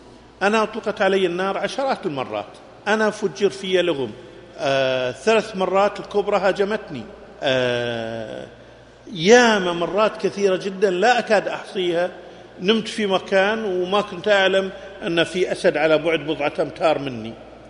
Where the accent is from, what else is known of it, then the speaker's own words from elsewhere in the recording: Kuwait; عندكم في السعودية وعندنا في الكويت